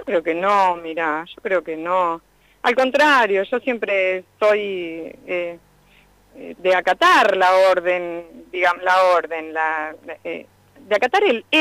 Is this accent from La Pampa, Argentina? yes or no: yes; Realicó, La Pampa, Argentina; yo soy de Realicó, vengo de Realicó